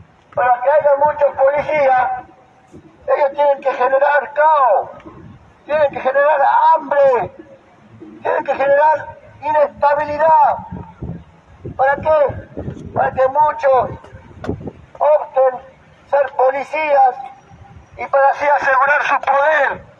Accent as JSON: {"language": "Spanish", "country": "Argentina", "said": "Nosotros no somos de una ideología extranjera, no somos de Europa, no somos anglosajón, somos del territorio de Argentina, hermano."}